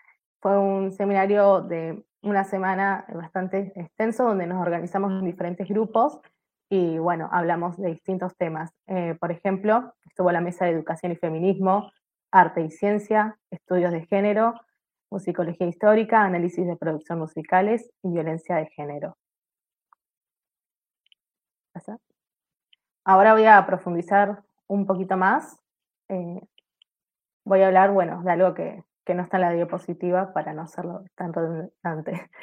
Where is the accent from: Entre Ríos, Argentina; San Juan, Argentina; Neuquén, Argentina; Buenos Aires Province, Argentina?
Neuquén, Argentina; Yo, por ejemplo, soy de Argentina y soy de la ciudad de Neuquén